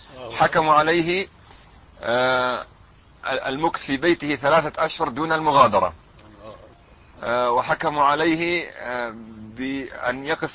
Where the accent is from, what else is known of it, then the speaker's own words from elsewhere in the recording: Ramallah, West Bank, Palestine; ونحن من قضاء رام الله